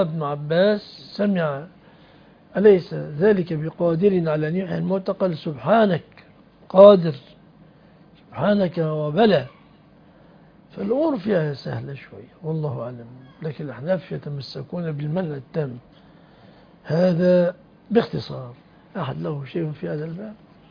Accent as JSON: {"language": "Arabic", "country": "Egypt", "said": "أنا رجل مصري لا أعرف مشاكلكم، أنا جاي من مصر"}